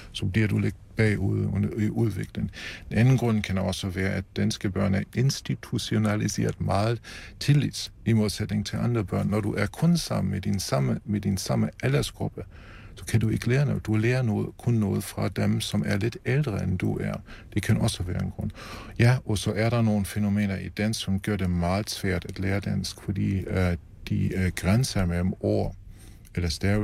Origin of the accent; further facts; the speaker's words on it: Germany; Danish is a second language; Og det gælder også mig som tysker, at vi har bibeholdt vores evner